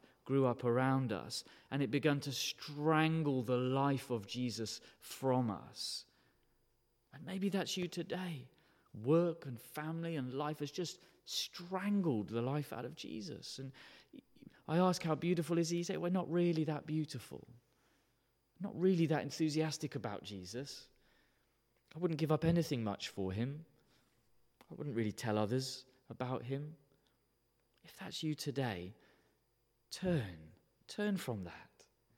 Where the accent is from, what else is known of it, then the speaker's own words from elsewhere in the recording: United Kingdom; And because we're British, we'll never say it.